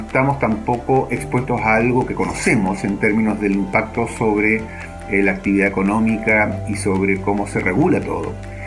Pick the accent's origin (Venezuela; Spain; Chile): Chile; de Chile.